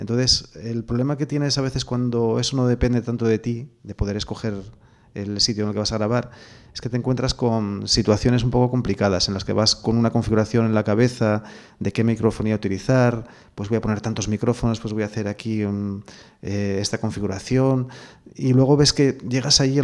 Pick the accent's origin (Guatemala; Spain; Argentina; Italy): Spain; Avilés, Asturias; Yo soy de Avilés de toda la vida, pero sí, vivo en Piedras Blancas, sí.